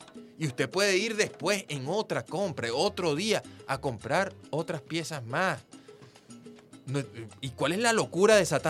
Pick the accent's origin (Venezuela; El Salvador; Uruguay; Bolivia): Venezuela